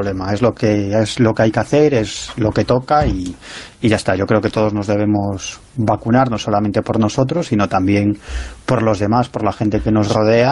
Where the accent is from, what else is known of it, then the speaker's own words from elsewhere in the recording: Galicia, Spain; ya sabes que soy un gallego exagerado, soy un gallego del sur y por lo tanto un gallego exagerado